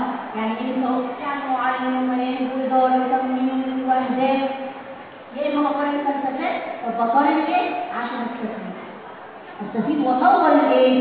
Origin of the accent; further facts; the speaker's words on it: Egypt; الدليل على كده عندنا في مصر المدرسه الشامله